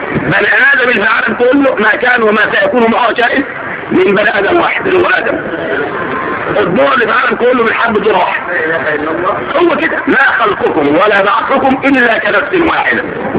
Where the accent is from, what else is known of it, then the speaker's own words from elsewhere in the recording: Egypt; ورا ودنك الشمال كده متجه ايه اللي عندنا في مصر بالذات